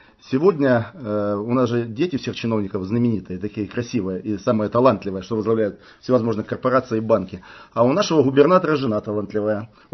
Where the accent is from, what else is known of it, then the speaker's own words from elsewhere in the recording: Bryansk, Bryansk Oblast, Russia; Мы из Брянска, это не только партизанский край знаменитый